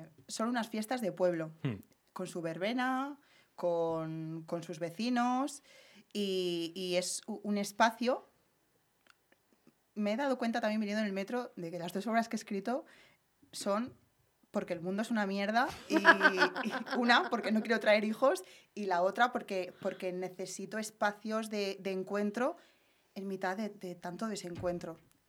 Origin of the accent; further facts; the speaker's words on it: Ermua, Basque Country, Spain; No, bueno, estoy hablando de las de Ermua ahora.